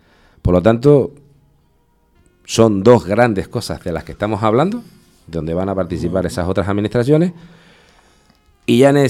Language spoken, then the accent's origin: Spanish; San Juan de la Rambla, Canary Islands, Spain; haber sido alcalde de mi pueblo de San Juan de la Rambla.